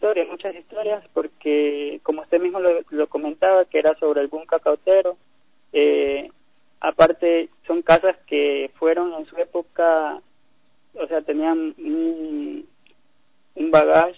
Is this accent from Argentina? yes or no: no; Machala, El Oro, Ecuador; now in Guayaquil, Ecuador; porque yo soy de Machala, pero ya voy residiendo 4 años acá en Guayaquil por los estudios de la universidad.